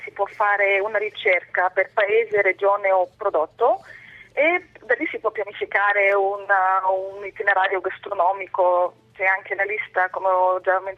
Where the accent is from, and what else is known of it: Bulgaria; Italian is a second language